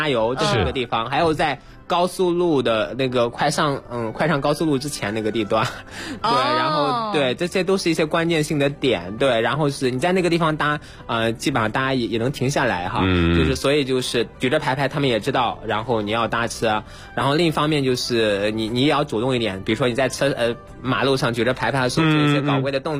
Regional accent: Henan, China; 我来自于中国功夫之乡少林寺，我们家是在地图上是中国的中心。

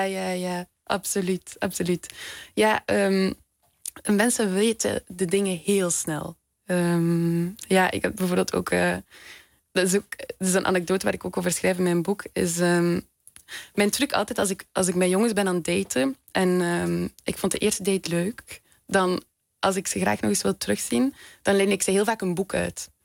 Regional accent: Ghent, Flanders, Belgium; Ik kom uit Gent, België.

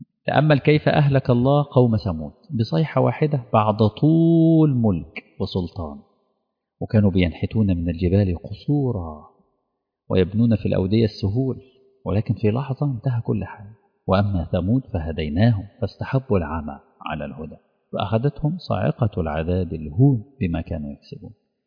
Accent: Egypt; بتشوفوا الحاجات دي موجودة في عندنا في مصر

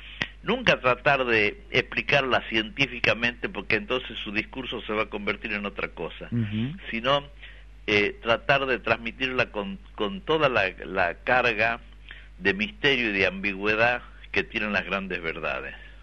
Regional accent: Yala, Jujuy, Argentina; born there; es un lugar donde yo nací, es un lugar que conozco yo piedra por piedra

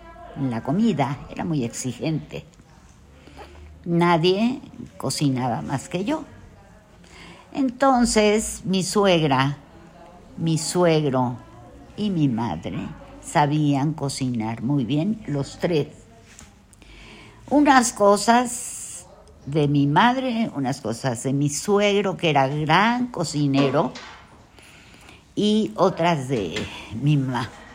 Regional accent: Mexico; born there; Nací en un hospital en México que se llamaba el Hospital Reforma.

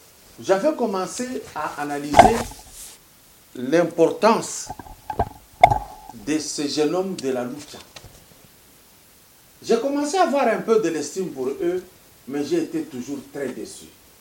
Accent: Katanga, DR Congo; qui a été meilleur chez nous au Katanga

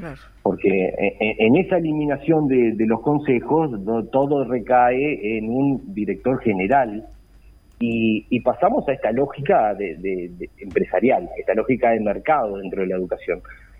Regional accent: Uruguay; como tantos uruguayos y como tantos compañeros de ese momento que tuvimos que salir a buscar el camino

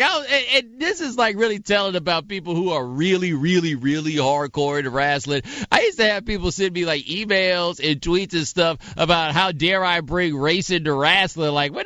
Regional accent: Houston, Texas, United States; I'm from Houston.

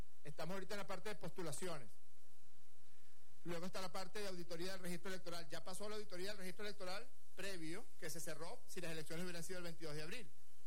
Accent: Venezuela

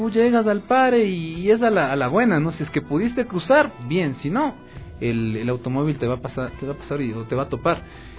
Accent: Ecuador; Y justamente como buen ecuatoriano, yo llegaba a la esquina

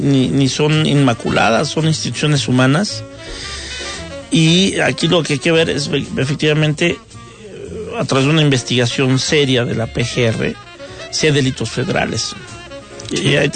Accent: Mexico; yo lo digo como ciudadano mexicano

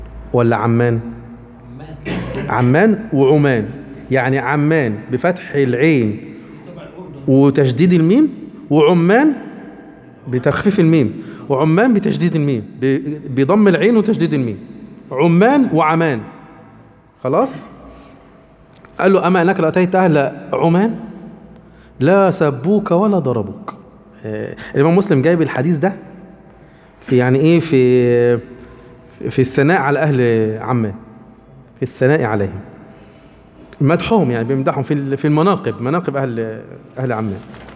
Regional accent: Egypt; لان انا مصري

